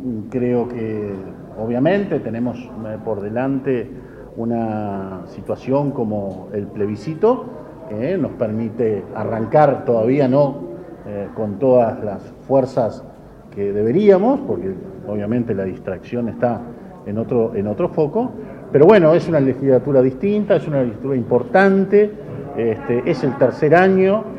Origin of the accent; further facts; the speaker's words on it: Uruguay; Con preocupación, como cualquier uruguayo